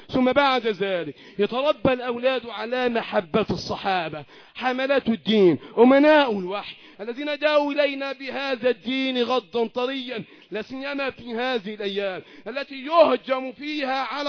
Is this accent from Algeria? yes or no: no; Egypt; اللهم احفظ بلدنا مصر وسائر بلاد المسلمين